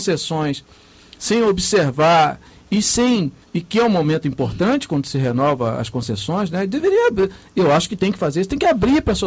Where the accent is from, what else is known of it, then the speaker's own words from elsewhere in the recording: Rio de Janeiro, Brazil; born there; eu já estou indo aí para os meus 50 anos, mas eu ando de trem há muitos anos. Eu nasci na Baixada Fluminense e vi ao longo desses 50 anos as mudanças que houveram, por exemplo, no transporte ferroviário aqui no Rio de Janeiro.